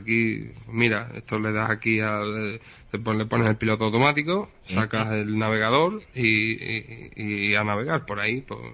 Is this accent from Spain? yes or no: yes; Extremadura, Spain; Extremadura, España.